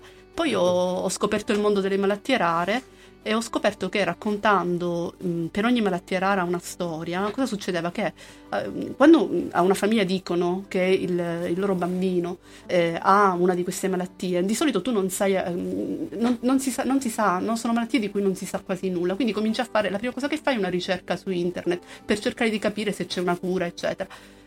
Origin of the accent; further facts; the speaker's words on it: Calabria, Italy; io sono calabrese